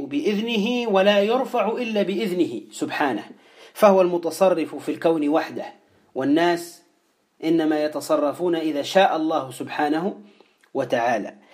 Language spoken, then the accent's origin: Arabic; Tunisia; وهو الكلمة التي تقال عندنا في تونس